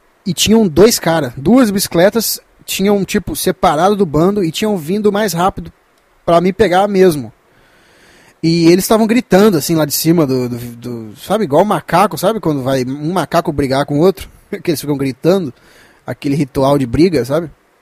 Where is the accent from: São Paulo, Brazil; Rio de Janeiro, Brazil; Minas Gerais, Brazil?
Minas Gerais, Brazil; pra quem não sabe, eu sou de Minas